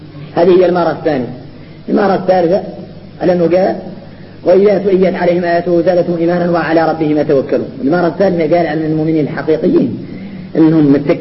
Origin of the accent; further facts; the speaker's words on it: Mauritania; هذه المسألة غريبة في نحن موريتاني